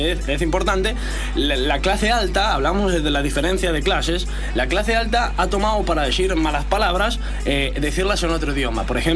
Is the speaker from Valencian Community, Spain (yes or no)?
no; Catalonia, Spain; Bueno, pues que yo soy de Cataluña